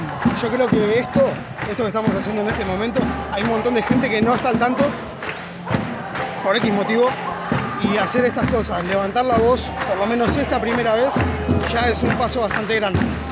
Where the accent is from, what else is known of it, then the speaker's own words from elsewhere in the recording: Mar de Ajó, Buenos Aires Province, Argentina; soy de acá, de Mar de Ajó.